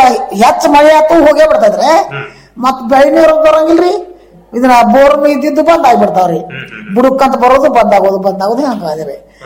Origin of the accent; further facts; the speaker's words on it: Mangalwada, Karnataka, India; ನಾವು ಮಂಗಳವಾಡದವರು.